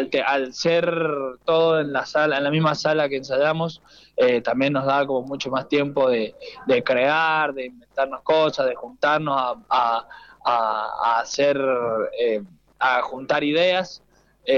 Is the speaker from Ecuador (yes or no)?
no; Godoy Cruz, Mendoza, Argentina; yo soy de Godoy Cruz, pero nos conocimos por el medio de la música, digamos, por amigos en común y esas cosas, pero somos todos acá de Gran Mendoza, de distintas zonas, digamos.